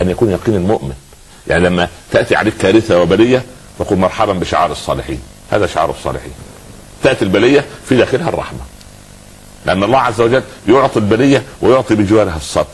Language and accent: Arabic; Upper Egypt, Egypt; حتى عندنا في الصعيد يقولوا على الجدي الصغير سخل